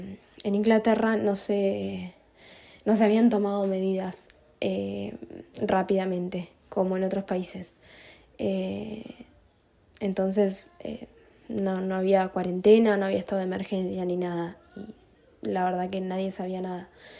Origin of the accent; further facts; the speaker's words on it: Tandil, Buenos Aires Province, Argentina; yo soy de Tandil, estoy acá varada en Lisboa con mi novio Manuel, que también es de Tandil